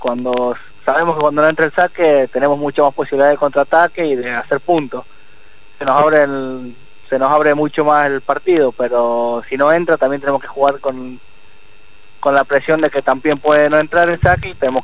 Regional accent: San Juan, Argentina; jugar una final en San Juan, en mi tierra, es algo que siempre lo soñé.

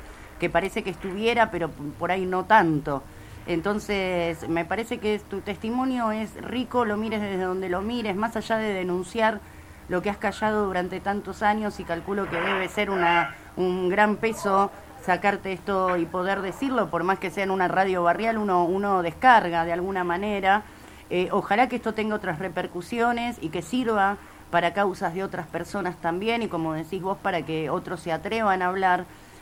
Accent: Avellaneda, Buenos Aires Province, Argentina; somos todos de Avellaneda, sí. Estamos todos acá.

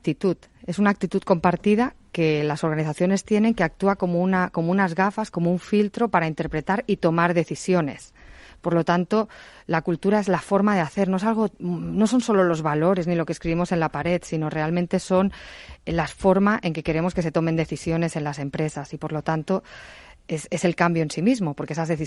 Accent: Spain; la verdad es que obviamente yo soy española

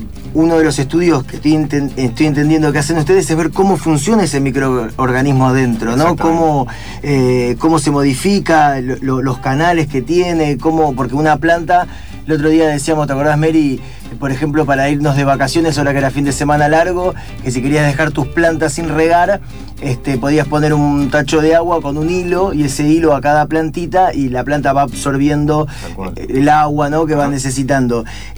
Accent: Concepción del Uruguay, Entre Ríos, Argentina; moved away; es Concepción del Uruguay, que en Entre Ríos, que es a la vera del Uruguay, tenemos una costa que se llama Banco Pelay

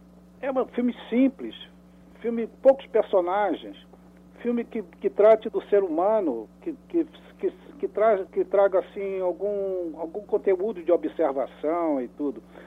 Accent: Rio de Janeiro, Brazil; eu morava no Rio de Janeiro, quando era menino, eu morava num bairro aqui no Rio de Janeiro chamado Benfica. É um bairro aqui, zona subúrbio do Rio.

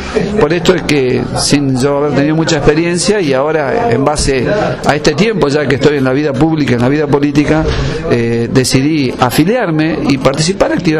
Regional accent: Argentina; creo de que como ciudadano argentino, ¿no?, opino de que debemos todos apoyar

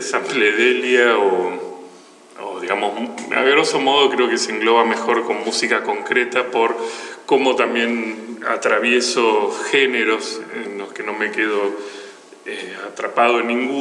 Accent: Buenos Aires, Argentina; soy de Capital Federal, provincia de Buenos Aires.

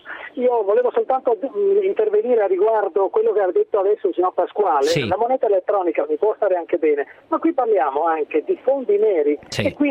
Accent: Padua, Veneto, Italy; e io sono padovano

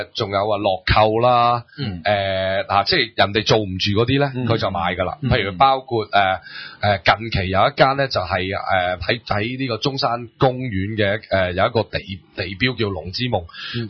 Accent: Hong Kong; 佢哋卖嗰雪柜唔系我哋香港人用嘅雪柜。

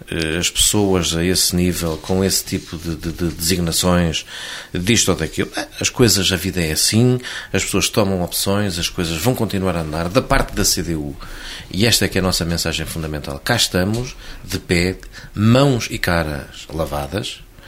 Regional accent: Vila Franca da Beira, Guarda, Portugal; A minha terra, Vila Franca da Beira, tem, particularmente, em relação a António Lopes, uma dívida de gratidão.

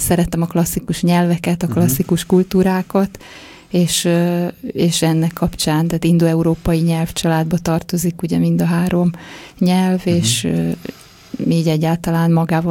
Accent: Debrecen, Hajdú-Bihar, Hungary; Debreceni vagyok, igen.

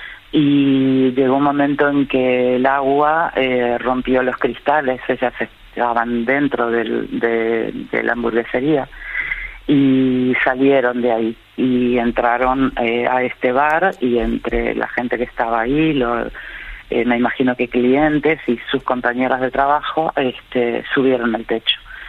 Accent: Málaga, Andalusia, Spain; yo soy de Málaga

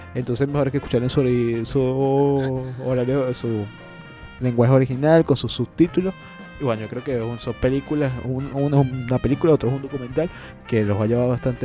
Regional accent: Venezuela; tenemos que alzar esas banderas que nos caracteriza como venezolanos de ser solidarios.

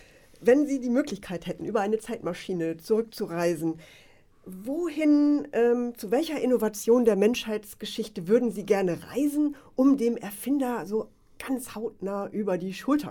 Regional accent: Wolfsburg, Lower Saxony, Germany; Denn ich komme aus einer Autostadt, aus Wolfsburg

